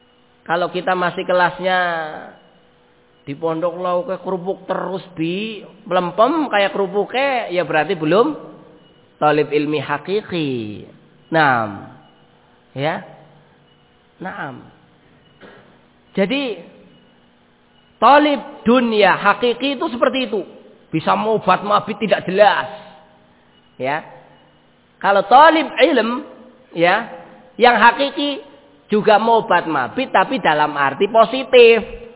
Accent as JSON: {"language": "Indonesian", "town": "Ambon", "region": "Maluku", "country": "Indonesia", "said": "padahal saya asli orang Ambon"}